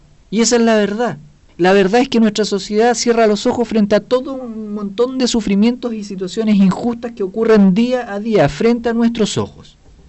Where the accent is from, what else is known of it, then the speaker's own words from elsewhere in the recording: Talcahuano, Biobío, Chile; Y nosotros somos de Talcahuano.